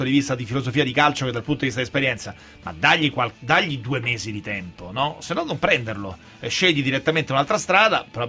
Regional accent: Rome, Lazio, Italy; Io vengo da Roma

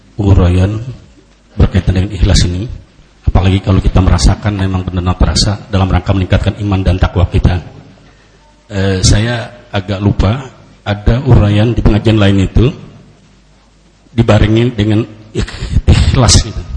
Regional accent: Indonesia; born there; sejak saya lahir itu di Indonesia

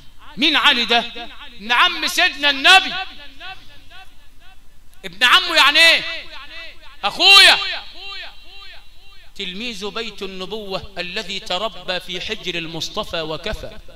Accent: Sharqia Governorate, Egypt; بس لما أحب أتجنعر كده وأتجنزح عندنا في الشرقية أقول لك

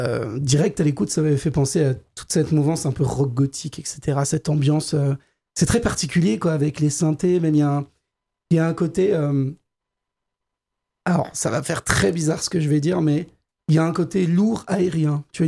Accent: France; Râlons, s'il vous plaît. On est français, on râle.

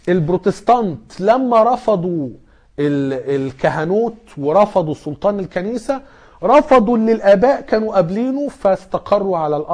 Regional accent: Alexandria, Alexandria Governorate, Egypt; شوية جم عندنا في اسكندرية

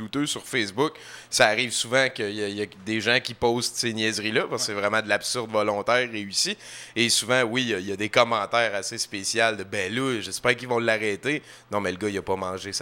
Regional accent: Rouyn-Noranda, Quebec, Canada; mais moi aussi, je viens de Rouyn

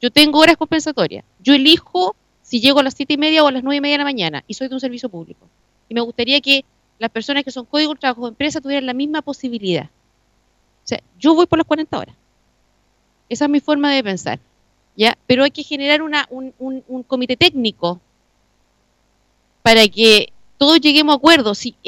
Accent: Linares, Maule, Chile; Si yo no soy de Talca, yo soy de Linares y viajo todos los días al campo

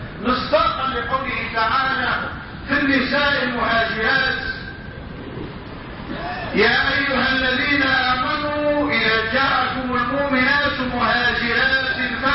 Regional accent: Morocco; ومع الأسف الشديد يقع هذا أيضا عندنا في المغرب

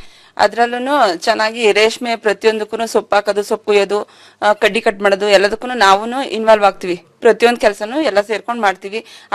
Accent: Chinkuruli, Karnataka, India; Chinkuruli sir.

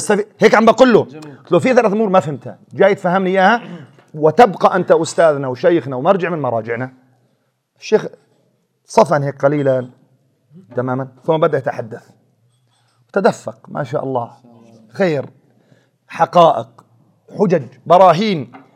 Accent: Syria; قلت أنا جايك من سوريا من بلاد الشام إلى الرياض.

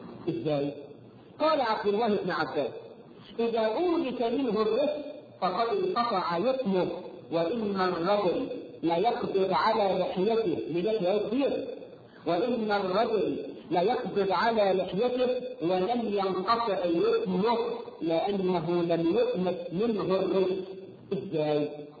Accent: Egypt; احنا كمصريين

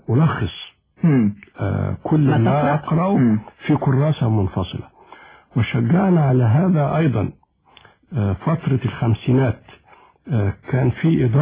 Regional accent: Sirs al-Layyan, Monufia Governorate, Egypt; born there; الحقيقة أنا ولدت خلال الحرب العالمية الثانية، وعقب الحرب مباشرة اجتاح يمكن معظم أرجاء الوطن المصري وباء الكوليرا

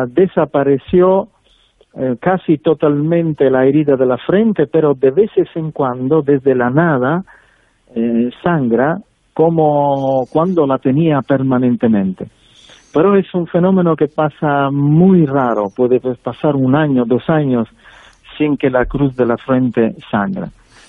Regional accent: Sicily, Italy; Spanish is a second language; Y en mi tierra, siendo que yo nací en Sicilia

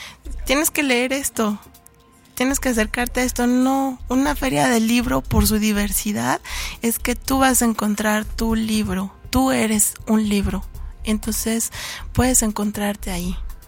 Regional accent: Cuautepec, Mexico; Cuautepec, mi pueblo, porque a mí me gusta muchísimo leer

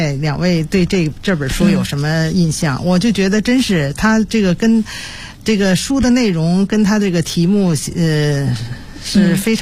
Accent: Beijing, China; 我是因为是作为一个北京人

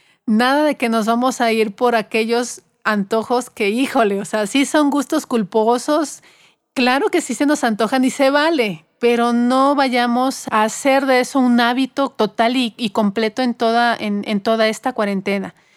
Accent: Mexico; Creo que tenemos una gran ventaja como mexicanos de tener aquí en territorio mexicano a la tortilla

